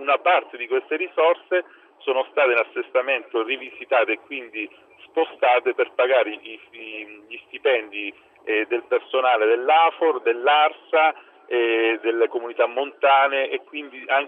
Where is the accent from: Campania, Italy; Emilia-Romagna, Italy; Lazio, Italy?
Emilia-Romagna, Italy; Reggio Emilia; io sono reggino